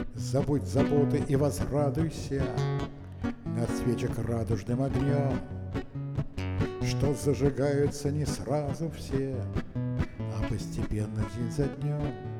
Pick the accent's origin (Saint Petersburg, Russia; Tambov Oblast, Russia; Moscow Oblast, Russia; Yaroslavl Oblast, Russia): Saint Petersburg, Russia; Leningrad; born there; я родился в Ленинграде. Но родители мои родились в Могилеве, многие в белорусском Могилеве. И многие поколения моих предков жили там.